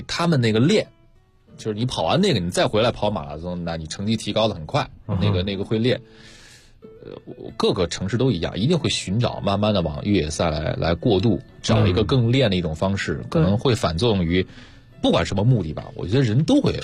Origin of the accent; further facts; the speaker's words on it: Dalian, Liaoning, China; 我跟掌柜我俩都是大连人